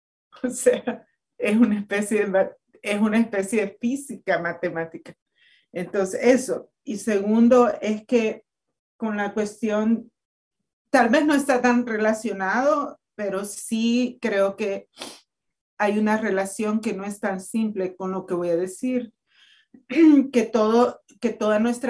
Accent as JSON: {"language": "Spanish", "country": "El Salvador", "said": "en El Salvador, que yo soy salvadoreña y ahorita estamos en una vorágine que nos está moviendo el piso"}